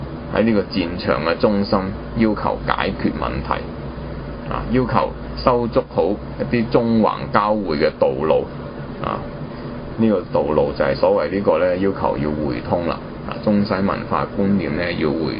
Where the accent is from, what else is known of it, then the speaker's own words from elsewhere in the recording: China; born there; 我們是作為一個生於這個時代的人、啊、我們生於、啊、中國這個地方的人